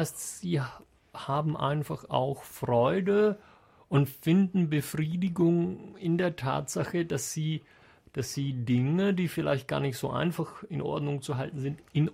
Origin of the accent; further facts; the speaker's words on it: Bruneck, Trentino-Alto Adige, Italy; Ursprünglich aus Bruneck im schönen Südtirol.